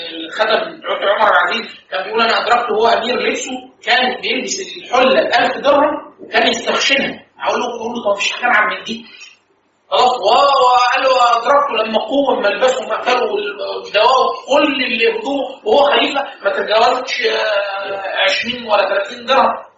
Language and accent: Arabic; Egypt; لا احنا عندنا في مصر